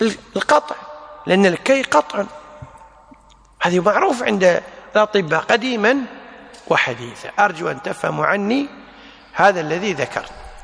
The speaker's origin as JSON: {"language": "Arabic", "country": "Kuwait", "said": "العامة عندنا بالكويت يقولون الطيور طارت برزاقها"}